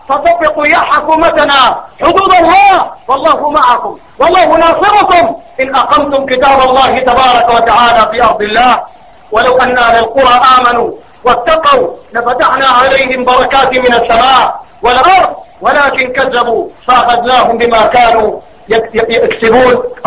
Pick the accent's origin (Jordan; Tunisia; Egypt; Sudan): Sudan; معظم القانون عندنا في بلدنا السودان